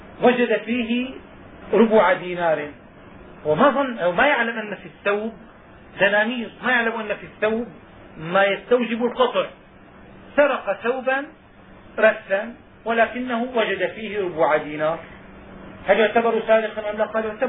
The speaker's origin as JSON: {"language": "Arabic", "country": "Syria", "tie": "born or raised there", "said": "حينما كنا صغارا عندنا في الشام كنا نسمع أن اللص يدخل فيسرق النحاس"}